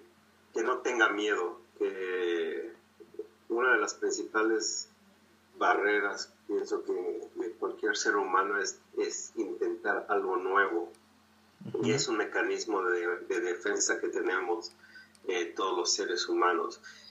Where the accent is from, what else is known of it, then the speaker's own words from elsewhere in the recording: Mexico; tenemos como mexicanos nos pintan de cierta manera en el extranjero